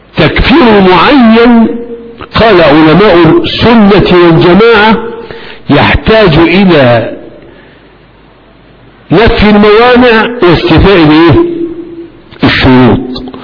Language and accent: Arabic; Egypt; أنا مصري هنا، أديت فتوى في مصر